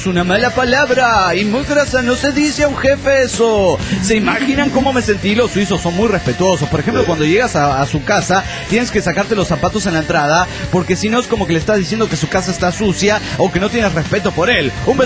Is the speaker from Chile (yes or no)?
no; Barcelona, Catalonia, Spain; de Barcelona, España.